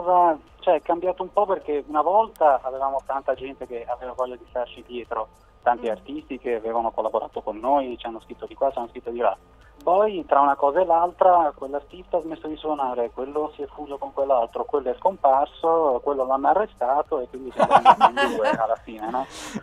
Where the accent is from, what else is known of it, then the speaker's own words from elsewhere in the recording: Genoa, Liguria, Italy; now in Milan, Italy; io ora lavoro a Milano, vivo a Milano, però tutto il progetto è nato a Genova, di dove sono io.